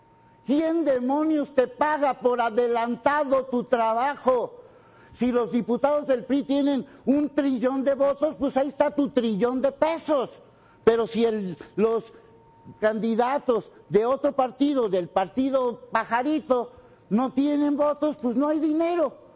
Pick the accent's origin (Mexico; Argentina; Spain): Mexico; Como ciudadano, como mexicano